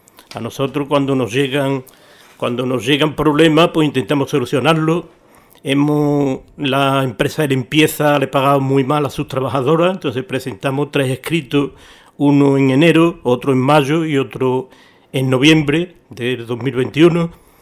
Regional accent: Coria del Río, Andalusia, Spain; Yo ya en mis tiempos, yo soy de Coria

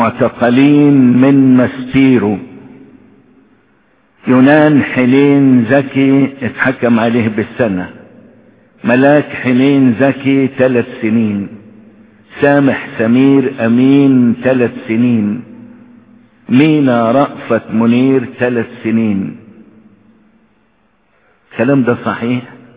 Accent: Egypt; المواطنة يعني انا مصري، انا مصري ليا كل الحقوق

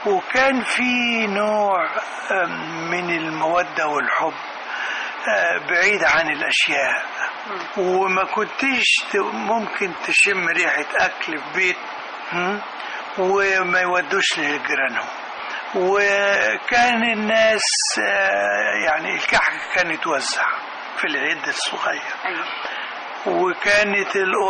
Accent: Beheira, Egypt; born or raised there; also born or lived in Kafr El Sheikh, Egypt

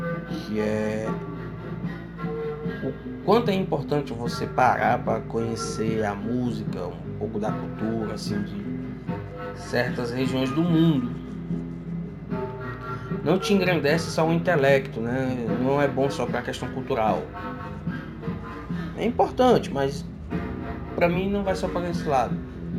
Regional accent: Northeast Region, Brazil; Sou do Nordeste do Brasil, o Chile é da outra ponta

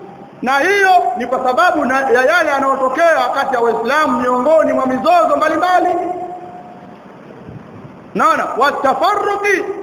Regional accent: Tanga, Tanga Region, Tanzania; katika hili kwa kule kwetu Tanga kule ndio kuna maajabu.

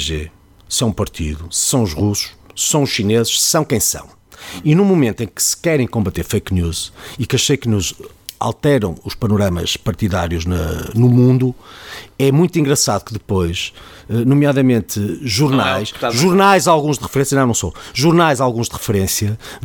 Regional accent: Famalicão, Norte, Portugal; also born or lived in Porto; Nasci no Porto, vivo em Famalicão, desde o quinto dia de vida, ou coisa que o valha

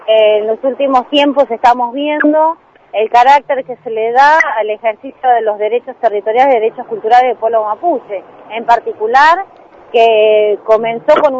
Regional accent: Comodoro Rivadavia, Chubut, Argentina; yo soy oriunda de Comodoro

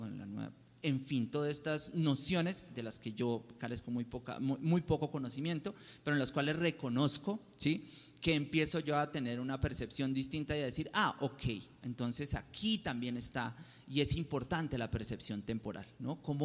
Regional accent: Popayán, Cauca, Colombia; mi familia es descendiente del pueblo Nasa, de la comunidad Nasa del Cauca, yo soy de Popayán, pues somos

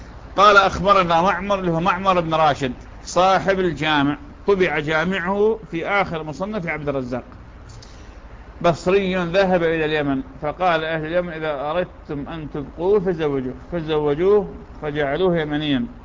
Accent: Iraq; accent: Iraqi; يعني هذا المسعى لشان في لهجتنا العراقية لا توى عليه

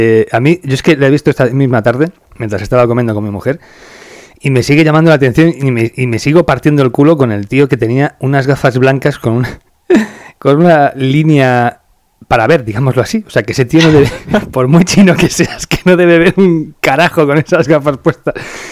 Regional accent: Spain; En fin de cuentas, somos españoles, tenemos el problema de que ya se nos ha metido en el ADN estos títulos

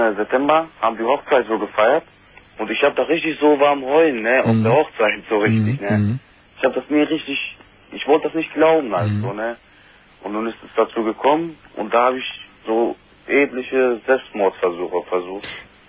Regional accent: Turkey; Ich komme aus der Türkei.

